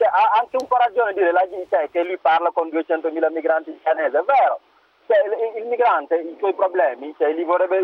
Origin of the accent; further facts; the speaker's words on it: Senegal; now in Verona, Italy; sono del Senegal.